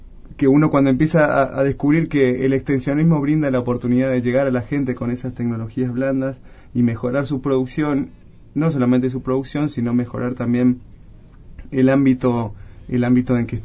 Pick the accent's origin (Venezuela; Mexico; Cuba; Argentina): Argentina; Colonia Caroya, Córdoba; born there; yo nací en Colonia Carolla, provincia de Córdoba. Hice mis estudios universitarios en la ciudad de Corrientes